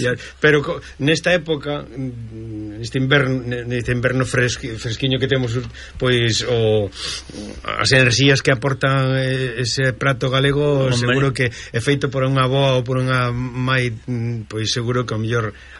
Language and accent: Galician; Galicia, Spain; que nos como galegos queremos gabarnos